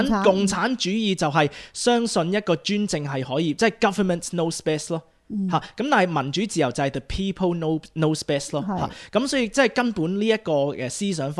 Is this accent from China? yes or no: no; Australia; also born or lived in Hong Kong; 即係我喺澳洲大啦，我時常都要同啲西人解釋咧，就係話，即係我身為一個香港人咧